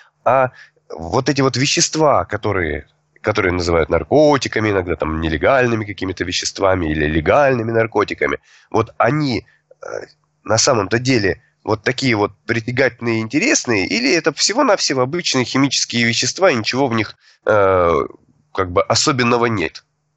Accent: Rostov-on-Don, Rostov Oblast, Russia; Я учитель трезвости из Ростова-на-Дону.

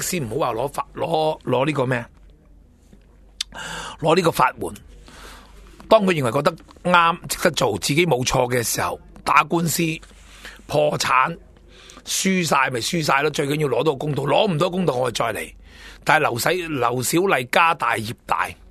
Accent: China; 我都系承认我系中国人

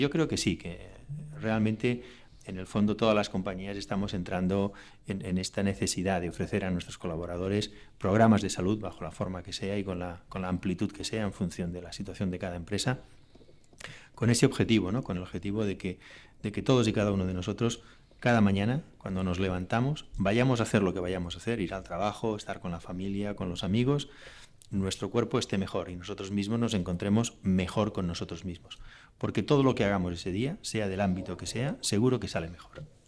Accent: Catalonia, Spain; mi generación, aquí en Cataluña, pues somos francófonos, estudiábamos francés

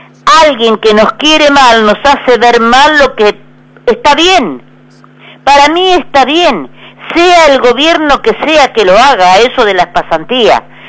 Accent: Argentina; Que somos argentinos, que tenemos una patria a la cual tenemos que defender con trabajo, con estudio.

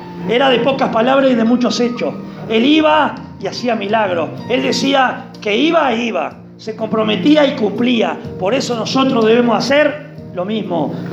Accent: Uruguay; quieren hacernos judíos cuando somos uruguayos.

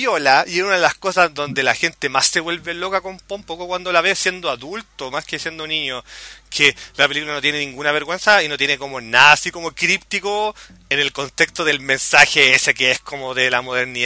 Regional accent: Chile; De hecho, como chileno, de repente me pregunto cuál habrá sido la reacción norteamericana

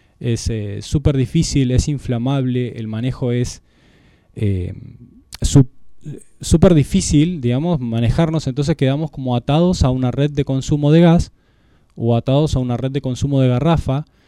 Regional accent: Bariloche, Río Negro, Argentina; yo soy barilochense, soy sureño patagónico.

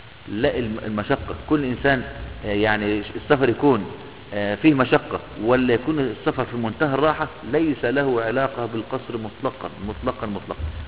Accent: Idfina, Beheira, Egypt; يعني مثلا عندنا قريتنا مثلا اسمها ادفينا، القرية دي كلها معروفة اولها من اخر.

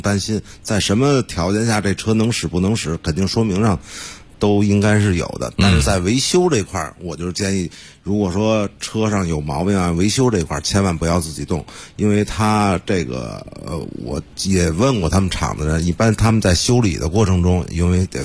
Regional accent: Beijing, China; 作为北京人来说

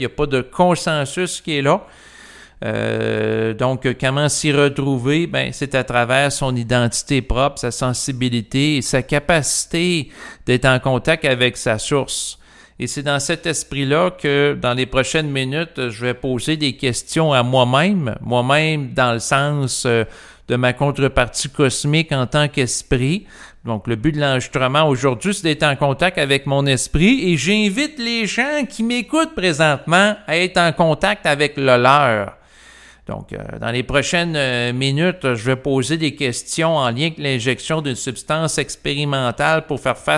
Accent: Canada; je suis un Canadien, je vis au Québec, qui est une province du Canada

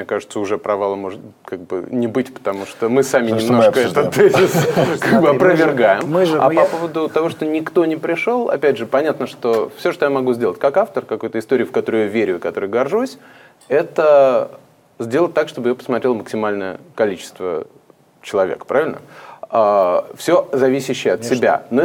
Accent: Riga, Latvia; moved away; когда я после очень долгого отсутствия прибыл в Ригу, откуда я родом, в 2014 году

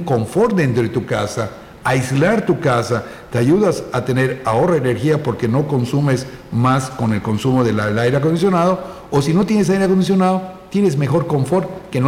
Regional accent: Yucatán, Mexico; los yucatecos no nos quejamos porque tomamos el salitre como algo yucateco.

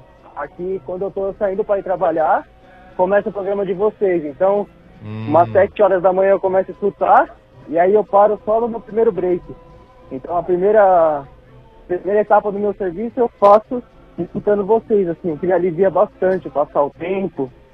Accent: Santo André, São Paulo, Brazil; Sou de Santo André.

